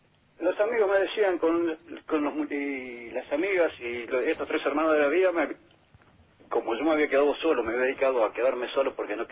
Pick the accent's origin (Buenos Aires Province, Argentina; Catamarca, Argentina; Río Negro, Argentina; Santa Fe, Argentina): Buenos Aires Province, Argentina; Tigre; Soy de Tigre, en este momento estoy en San Fernando, en la casa de mi pareja.